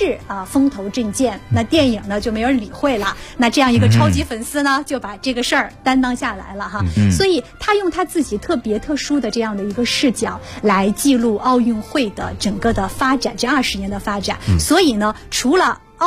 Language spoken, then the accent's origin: Chinese; China; 那么展现了我们中国人对世界的看法哈。